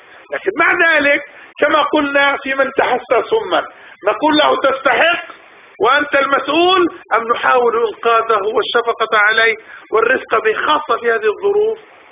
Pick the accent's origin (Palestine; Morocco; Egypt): Palestine; على الأقل نحن الآن من أهل الأرض وفلسطين، نحن لسنا من أهل مصر